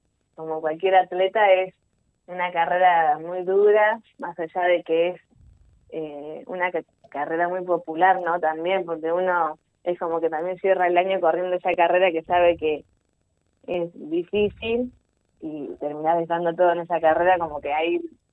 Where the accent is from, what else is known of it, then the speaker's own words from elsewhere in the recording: Otamendi, Buenos Aires, Argentina; now in Mar del Plata, Argentina; yo soy de Otamendi, hace unos años vivo en Mar del Plata.